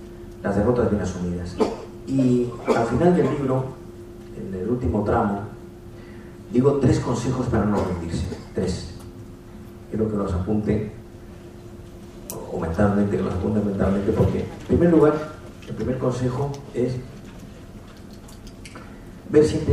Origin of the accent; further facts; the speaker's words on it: Andalusia, Spain; En Andalucía, que es de donde yo soy, a los médicos psiquiatras se les llama médico de los nervios.